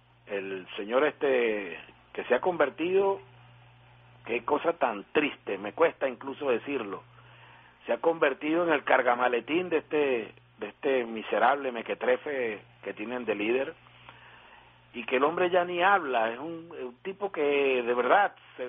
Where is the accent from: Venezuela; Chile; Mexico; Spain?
Venezuela; porque me da mucha vergüenza como venezolano que ellos tengan ese líder.